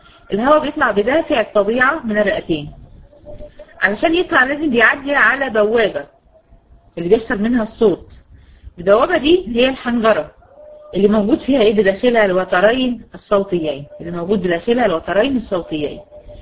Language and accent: Arabic; Egypt; بنسميه عندنا في مصر الاسترجي